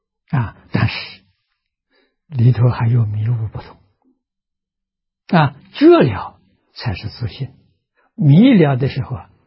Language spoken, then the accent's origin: Chinese; China; 我们中国人呢，这个中国的医学啊，中医啊